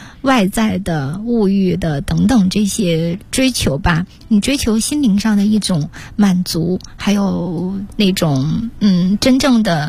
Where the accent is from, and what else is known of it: China